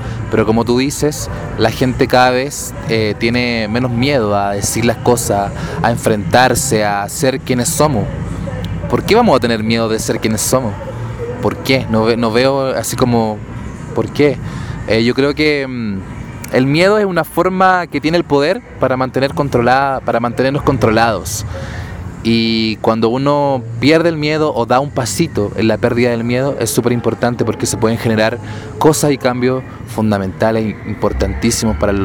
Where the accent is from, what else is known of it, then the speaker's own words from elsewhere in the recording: Chile; now in Mexico; llegamos desde Chile a México porque nosotros queríamos. Estamos difundiendo nuestra música acá, la difundimos allá